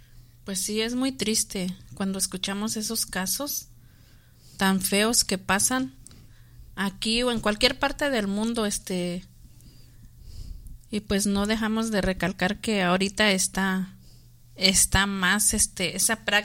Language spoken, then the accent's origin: Spanish; Mexico; Sí, pues también en México, yo soy de México y también eso existía